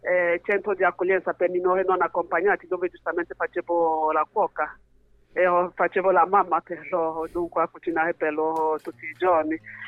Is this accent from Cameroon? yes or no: yes; Cameroon; Italian is a second language; now in Bologna, Italy; Vengo dal Camerun, sì. Ormai sono in Italia da 15 anni, rifugiata politica.